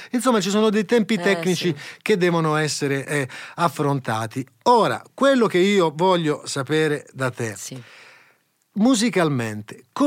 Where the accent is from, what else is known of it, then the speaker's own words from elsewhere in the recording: Apulia, Italy; poi siamo pugliesi